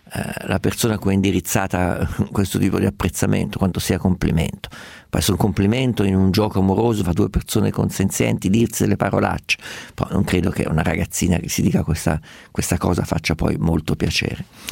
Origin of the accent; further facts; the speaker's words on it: Umbria, Italy; Sono umbro come i toscani, quindi anche per noi è abbastanza normale.